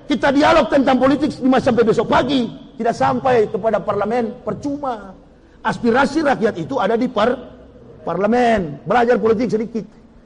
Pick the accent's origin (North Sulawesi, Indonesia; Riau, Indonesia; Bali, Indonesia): North Sulawesi, Indonesia; Manado; Bahkan Manado, kampung halaman saya, kebanyakan muslim sekarang.